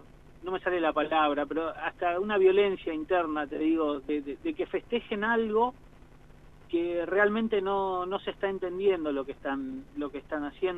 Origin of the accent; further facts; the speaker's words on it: Buenos Aires, Argentina; now in La Pampa, Argentina; yo vengo de Buenos Aires